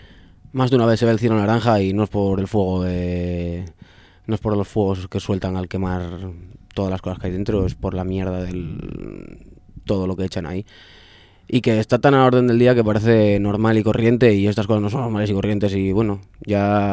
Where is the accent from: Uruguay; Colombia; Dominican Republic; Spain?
Spain; Avilés, Asturias; he tenido pues problemas como bronquitis y crisis de asma desde pequeño por culpa de vivir en Avilés.